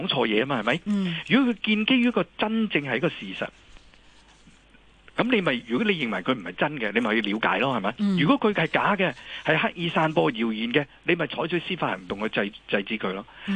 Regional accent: China; 即是作為一個中國人

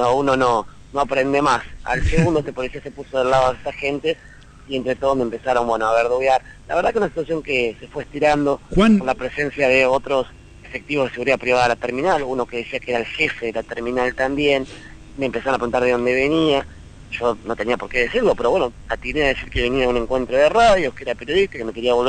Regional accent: La Plata, Buenos Aires Province, Argentina; para volver a Ciudad de la Plata, de donde soy yo

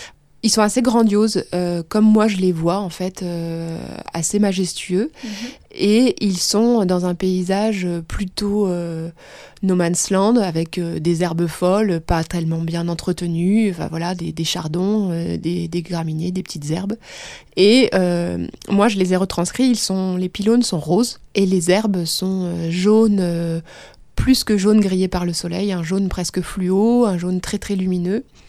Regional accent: Bourgogne-Franche-Comté, France; Je viens de Bourgogne, j'ai grandi à la campagne.

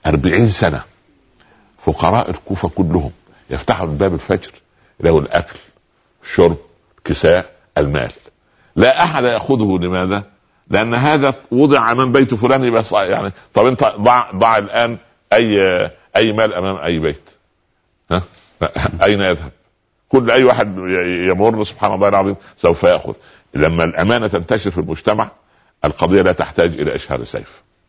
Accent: Upper Egypt, Egypt; كان عندنا في الصعيد يقولوا ايه

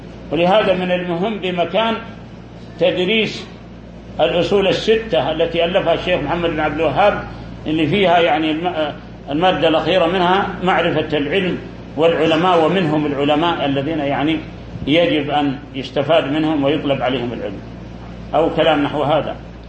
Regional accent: Saudi Arabia; داخل بلادنا السعودية

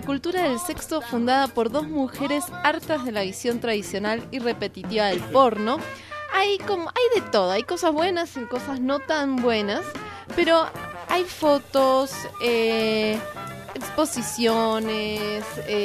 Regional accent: Argentina; Se pegan hasta con boligoma, diríamos, en mi país. Que solamente la gente argentina me acaba de entender.

